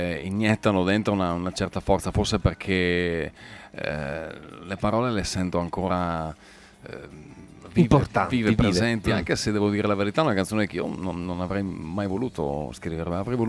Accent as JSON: {"language": "Italian", "town": "San Michele Extra", "region": "Veneto", "country": "Italy", "tie": "born there", "said": "nel mio paese di nascita, San Michele Extra, in provincia di Verona."}